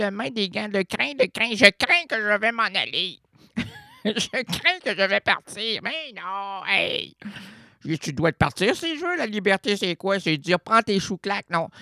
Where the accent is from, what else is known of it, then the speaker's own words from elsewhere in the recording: Quebec, Canada; accent: Québécois; Heureusement que j'oublie un peu mon accent québécois parce que le ne pas répondre était pas loin.